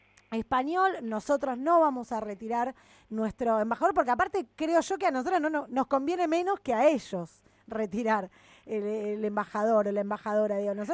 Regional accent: Argentina; a nosotras como argentinos, ¿en qué lugar nos deja?

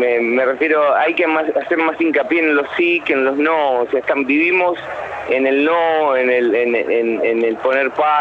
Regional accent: Argentina; los que te hacen sentir orgulloso que sos argentinos

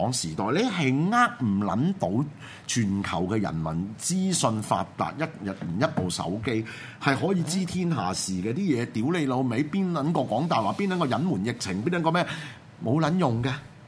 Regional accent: Hong Kong; 即係我係香港人，我都唔會特別偏袒中國

